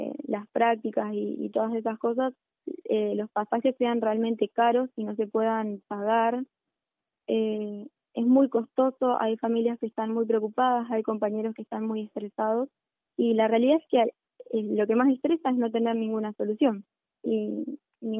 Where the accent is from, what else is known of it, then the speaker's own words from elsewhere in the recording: General Roca, Río Negro, Argentina; Sí, yo soy de Roca.